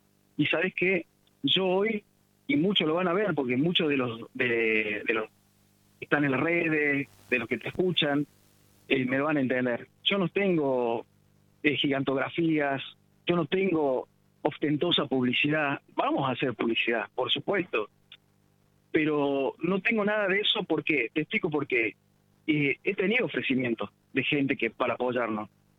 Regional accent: Córdoba, Argentina; yo soy de Córdoba. Hace casi 24 años que estoy en Villallende. Estuve fuera del país.

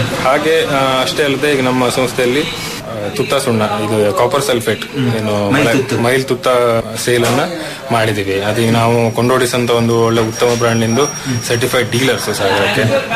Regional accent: Sirsi, Karnataka, India; ಮೂಲತಃ ನಾನು ಕೂಡ ಸಿರಿಸಿಯವನೇ

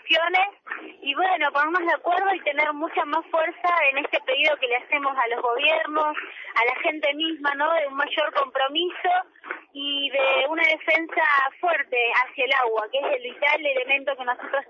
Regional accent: Comodoro Rivadavia, Chubut, Argentina; yo soy de Comodoro Rivadavia, y acá de Luz, Puerto Madrid.

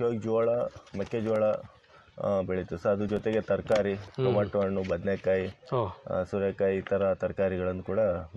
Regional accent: Huvina Hadagali, Karnataka, India; Sir, ನಮ್ಮ ಸ್ವಂತ ಊರು ಹೂವಿನ ಹಡಗಲಿ ಸರ್.

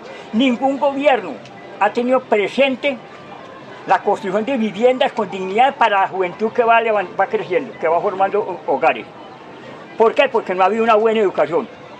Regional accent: Colombia; En primer lugar, en mi país, Colombia, porque en realidad no ha habido una buena educación.

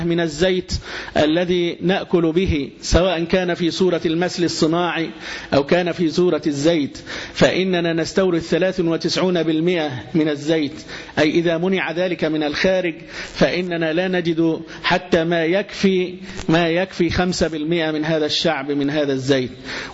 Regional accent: Egypt; مع حدودنا مع ليبيا عند السلوم

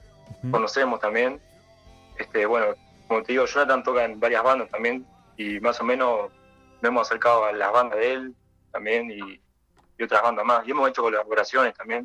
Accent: Montevideo, Uruguay; Claro, sí, montevideanos los 4.

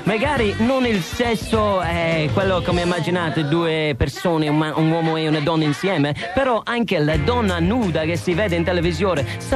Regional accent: Ireland; Italian is a second language; now in Italy; in Irlanda non ci sta niente del genere, non si vede cose che si vedono in Italia

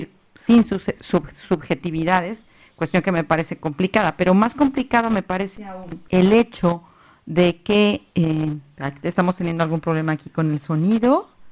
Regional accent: Mexico; Yo soy de origen mexicano

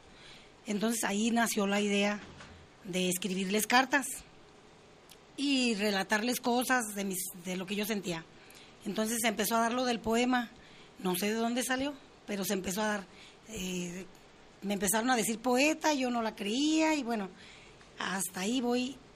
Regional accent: La Piedad, Michoacán, Mexico; born there; Bueno, yo soy nacida en La Piedad, Michoacán.

